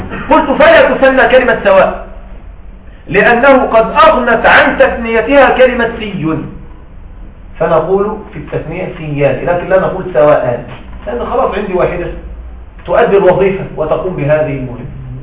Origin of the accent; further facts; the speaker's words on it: Egypt; لكن عندنا في مصر صراحة ما رأيت هذا.